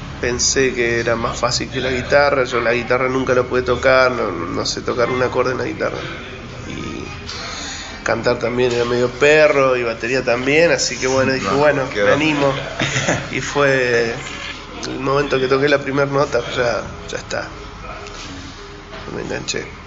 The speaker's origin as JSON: {"language": "Spanish", "region": "Santa Cruz", "country": "Argentina", "said": "yo soy de Santa Cruz. Y vivíamos en un pueblito que se llama Las Heras"}